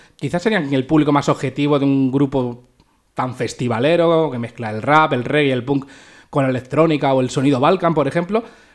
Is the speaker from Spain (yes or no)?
yes; Pinto, Community of Madrid, Spain; nosotros no somos Drinking Tinto, pero somos de Pinto.